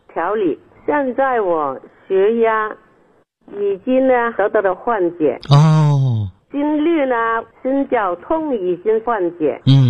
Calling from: Guangzhou, Guangdong, China; 我是广州的学员，新学员呐、啊。我今年是79岁了。

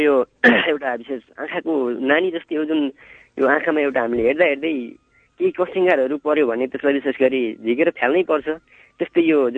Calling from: Bhojpur, Koshi Province, Nepal; म भोजपुर माने भन्ज्याङबाट … बोल्दैछु।

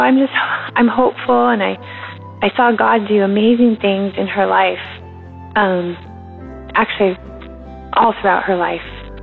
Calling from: Washington, United States; I am from the Pacific Northwest, Washington State.

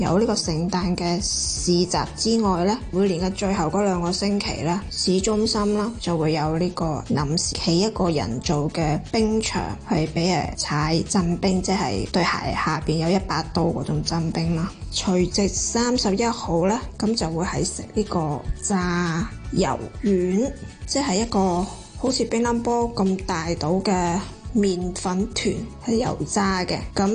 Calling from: Netherlands; 三位主持同埋听众大家好，我是荷兰的

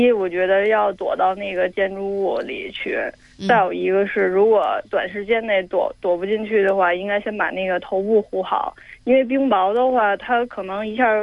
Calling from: Beijing, China; 我来自北京。

